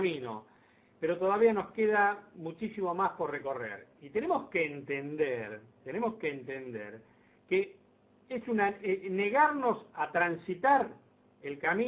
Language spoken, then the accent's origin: Spanish; Argentina; Tenemos que superar la barrera de que porque somos argentinos no podemos hacer nada bien.